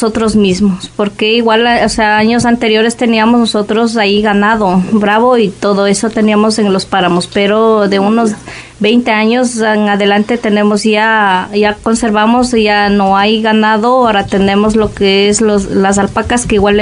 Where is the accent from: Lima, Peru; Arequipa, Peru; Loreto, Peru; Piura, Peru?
Piura, Peru; Pacaypampa; Soy natural de acá, del Perú. Vengo del distrito de Pacaypampa, caserío de Totora.